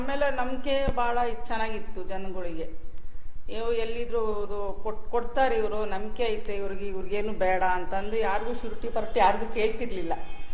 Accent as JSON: {"language": "Kannada", "town": "Bhadravati", "region": "Karnataka", "country": "India", "tie": "born or raised there", "said": "ನಮ್ಮದು ಇದೇ ಊರೇ, ಹುಟ್ಟಿ ಬೆಳೆದಿದ್ದೆಲ್ಲ ಇದೇ ಊರಲ್ಲೇ. ಮದುವೆ ಮಾಡಿಕೊಟ್ಟಿದ್ದು ಚಿಕ್ಕಲ್ಲಲ್ಲಿ, ಈಗ ಗಂಡನ ಮನೆ ಈಗ ಇಲ್ಲ, ತಾಯಿ ಮನೆಗೆ ಮನೆ ಕೊಟ್ಟಿದ್ದಾರೆ, ಇಲ್ಲೇ ಮನೆ ಮಾಡ್ಕೊಂಡು ಇಲ್ಲೇ ಕೆಲಸ ಮಾಡ್ಕೊಂಡಿದ್ದೀನಿ."}